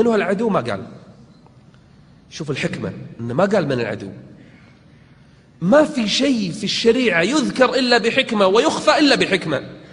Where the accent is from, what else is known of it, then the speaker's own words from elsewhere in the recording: Kuwait; احنا عندنا بالكويت